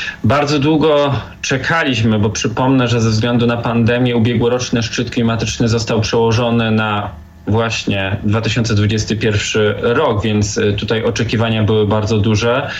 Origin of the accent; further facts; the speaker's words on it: Katowice, Silesian Voivodeship, Poland; dlatego że jestem z Katowic